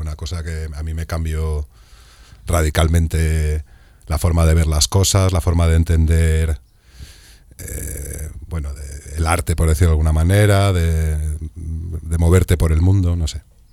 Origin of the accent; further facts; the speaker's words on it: Madrid, Community of Madrid, Spain; ¿De dónde vengo? Bueno, yo soy de Madrid.